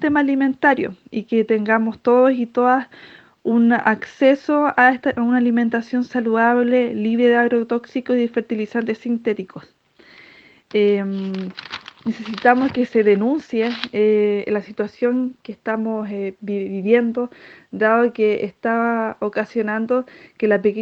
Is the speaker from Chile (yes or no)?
yes; Petorca, Valparaíso, Chile; soy de la Escuela de Agroecología Germinar, soy de la comuna de Petorca.